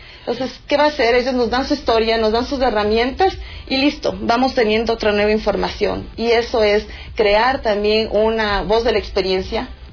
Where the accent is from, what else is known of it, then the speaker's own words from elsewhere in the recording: Ecuador; mayor retos como ecuatorianos, que estamos claros de que el Ecuador tiene mucho talento